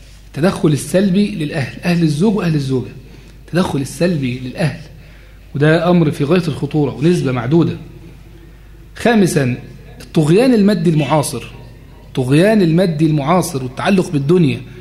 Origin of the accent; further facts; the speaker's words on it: Egypt; زي ما بتنادي بيه بعض الحركات النسوية هنا عندنا في مصر